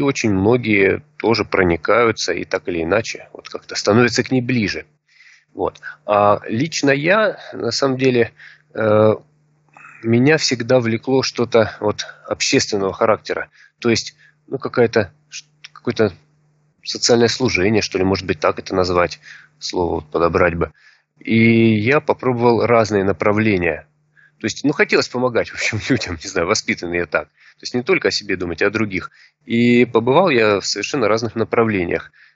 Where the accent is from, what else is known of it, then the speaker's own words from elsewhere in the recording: Rostov-on-Don, Rostov Oblast, Russia; я учитель трезвости из Ростова-на-Дону